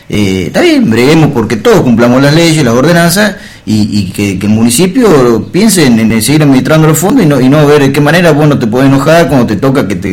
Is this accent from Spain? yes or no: no; Argentina; como todo argentino, enseguida nos ponemos el grito en el cielo